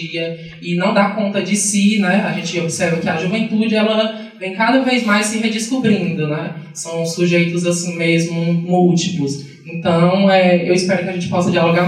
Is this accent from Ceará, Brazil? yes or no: yes; Sobral, Ceará, Brazil; eu sou estudante do curso de pedagogia lá da Estadual do Ceará, lá em Sobral, né, eu sou de Sobral, Ceará